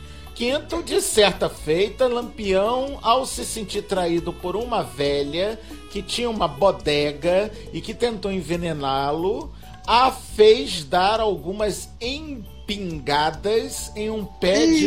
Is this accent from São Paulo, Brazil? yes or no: no; Maranhão, Brazil; Mas eu sou maranhense